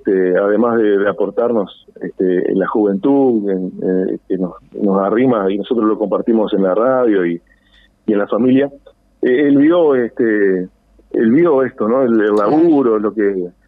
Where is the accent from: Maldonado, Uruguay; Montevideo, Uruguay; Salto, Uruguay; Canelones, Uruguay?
Salto, Uruguay; Constitución; la lucha de mi pueblo, de nuestro pueblo, que es Constitución